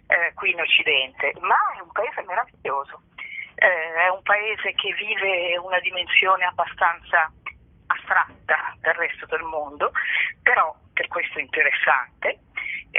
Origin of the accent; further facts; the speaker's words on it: Milan, Lombardy, Italy; allora io sono di Milano